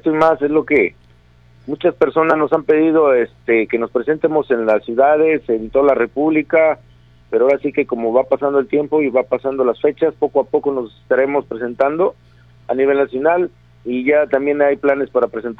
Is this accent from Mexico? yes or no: yes; Guadalajara, Jalisco, Mexico; Pero sí me gustaría luchar más en mi tierra, en Guadalajara. Desafortunadamente no estoy viviendo en Guadalajara todavía aún